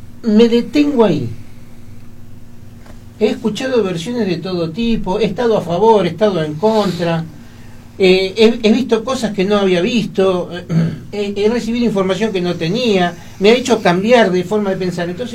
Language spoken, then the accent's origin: Spanish; Argentina; me alcanza y me sobra como argentino para sentirme orgulloso de lo que han hecho.